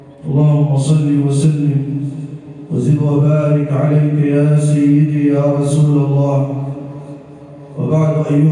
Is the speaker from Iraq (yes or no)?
no; Egypt; واجعل بلدنا مصر راحة للأمن والأمان